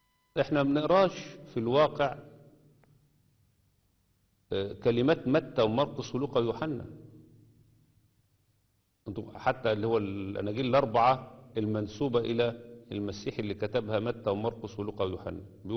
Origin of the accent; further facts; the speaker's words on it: Egypt; وخصوصا عندنا في مصر